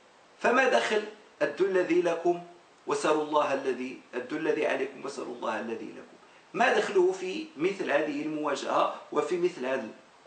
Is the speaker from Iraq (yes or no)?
no; Morocco; أؤمن بها وأنا أقتنع بها كمغربي